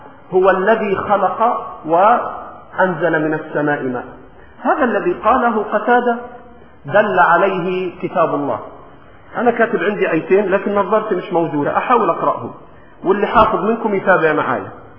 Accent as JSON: {"language": "Arabic", "country": "Egypt", "said": "ولكن في لهجتنا المصرية بنقول إيه؟ شلاه شلاه"}